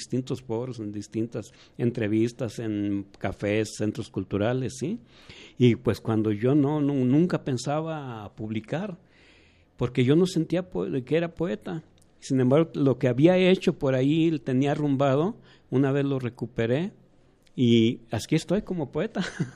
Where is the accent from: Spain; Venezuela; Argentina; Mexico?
Mexico; Como mexicanos estamos muy diversos, ¿sí?